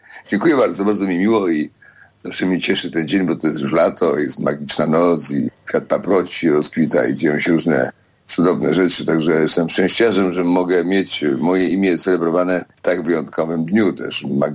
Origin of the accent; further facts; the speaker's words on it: Poznań, Greater Poland Voivodeship, Poland; Jestem poznaniak na uchodźstwie w tej chwili, prawda?